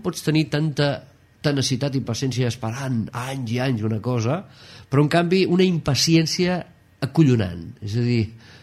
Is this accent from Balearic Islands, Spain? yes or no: no; Caldes de Malavella, Catalonia, Spain; born there; tinc 51 anys, vaig néixer a Caldes de Malavella un 21 d'agost de 1959, estic molt content d'haver nascut al poble de l'Aigua Calenta